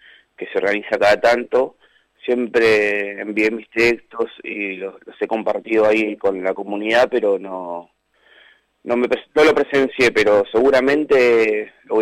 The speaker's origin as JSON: {"language": "Spanish", "town": "Cañuelas", "region": "Buenos Aires Province", "country": "Argentina", "said": "Sí, soy de Cañuelas, vivo acá hace más de 20 años, antes vivía sobre Ruta 3, en Barrio Pelufo, y bueno, hace 10 que resido acá, más cerca de la ciudad, digamos."}